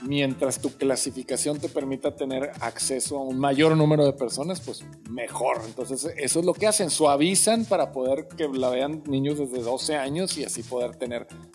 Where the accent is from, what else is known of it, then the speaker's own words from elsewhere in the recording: Mexico; Soy mexicano, güey, podemos decir eso. Todos somos razas cafés.